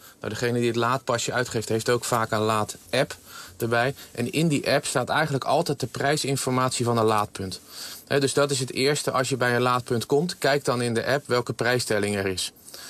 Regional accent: Netherlands; En daar zijn we als Nederlanders niet aan gewend.

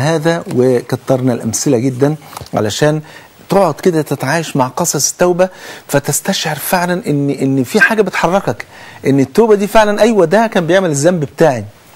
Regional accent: Egypt; تعالوا كلنا نقول احنا كلنا مصريين

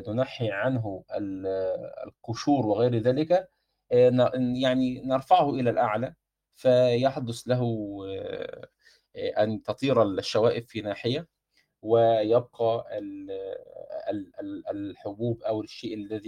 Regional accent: Egypt; على المطرحه عندنا في مصر كما يقولون

